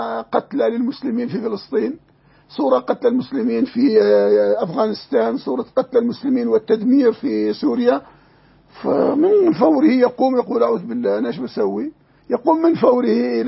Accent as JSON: {"language": "Arabic", "country": "Jordan", "said": "كالغرايدة عندنا في الأردن"}